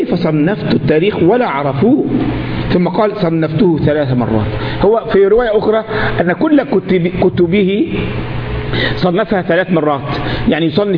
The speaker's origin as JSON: {"language": "Arabic", "country": "Egypt", "said": "احنا عندنا في مصر منطقة اسمها الوراق في جزيرة في قلب النيل اسمها الوراق"}